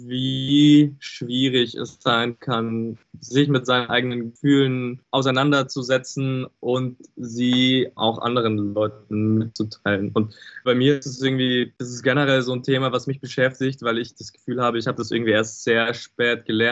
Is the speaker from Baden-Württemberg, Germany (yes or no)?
no; Regensburg, Bavaria, Germany; Ja, auf jeden Fall. Wir sind alle aus Regensburg.